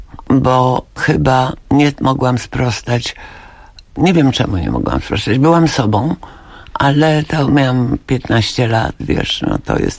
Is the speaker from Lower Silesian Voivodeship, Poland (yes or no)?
yes; Legnica, Lower Silesian Voivodeship, Poland; A potem uświadomiłam sobie, ile ja zawdzięczam temu, że dorastałam właśnie w Legnicy. Dlatego, że Legnica była wielonarodowa.